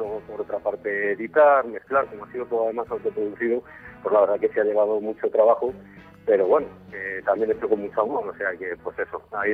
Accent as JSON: {"language": "Spanish", "town": "Madrid", "region": "Community of Madrid", "country": "Spain", "said": "tres madrileños y un alemán, que se llama Ur, y que realmente yo somos los madrileños"}